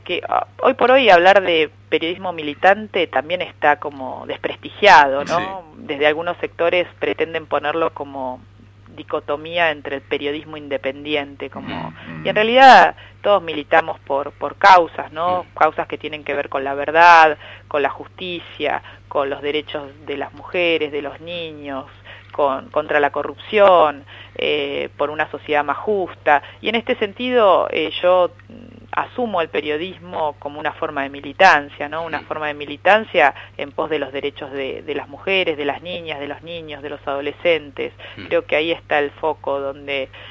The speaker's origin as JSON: {"language": "Spanish", "town": "Lomas de Zamora", "region": "Buenos Aires Province", "country": "Argentina", "tie": "born or raised there", "said": "Soy oriunda de Lomas de Zamora, en el sur del conurbano bonaerense"}